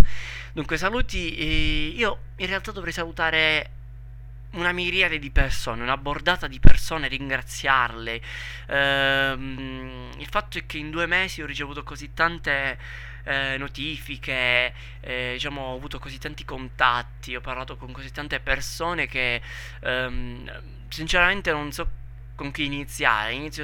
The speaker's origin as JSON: {"language": "Italian", "region": "Southern Italy", "country": "Italy", "accent": "southern Italian", "said": "io forse mi sono scordato di dire che parlo dal sud, sono del sud Italia, dunque è ovvio che ci siano questi accenti super marcati, no?"}